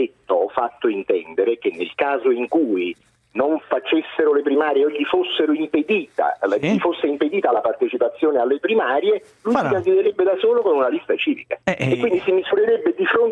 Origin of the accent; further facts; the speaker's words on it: Naples, Campania, Italy; Io sono napoletano